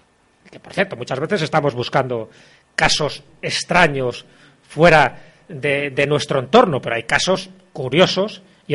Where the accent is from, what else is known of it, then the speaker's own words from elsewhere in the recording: Castile and León, Spain; ya digo que mi pueblo está a 25 kilómetros de Benavente, ya estamos en Zamora